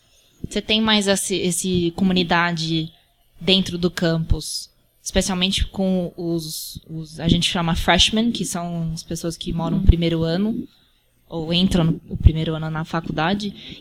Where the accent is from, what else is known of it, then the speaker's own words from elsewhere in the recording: United States; Morei minha vida inteira lá